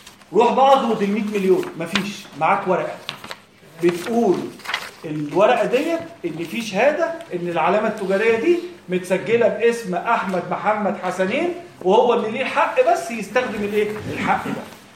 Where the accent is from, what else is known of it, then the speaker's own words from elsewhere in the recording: Egypt; مثلا احنا عندنا في مصر هنا في